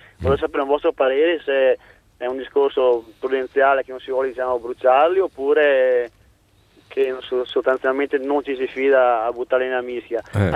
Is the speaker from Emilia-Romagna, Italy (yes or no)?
no; Venice, Veneto, Italy; io sono di Venezia Sponda Mestre